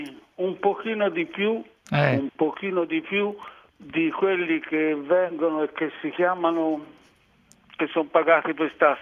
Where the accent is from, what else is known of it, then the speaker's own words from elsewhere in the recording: Terranuova Bracciolini, Tuscany, Italy; negli anni 30, quando ero bambino, ragazzino, a Terranova Bracciolini, in campagna, si mangiava il gatto.